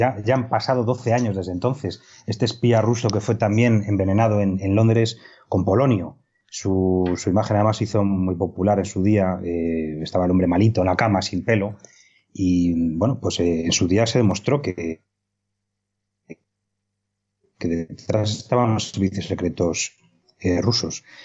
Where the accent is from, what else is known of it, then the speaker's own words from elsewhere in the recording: Spain; como español agradecido que soy